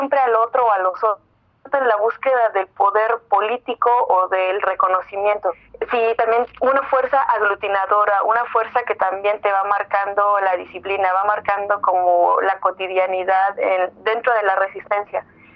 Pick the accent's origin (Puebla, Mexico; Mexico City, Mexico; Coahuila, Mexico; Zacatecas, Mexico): Mexico City, Mexico; born there; now in Veracruz, Mexico; Pues yo nací en Ciudad de México.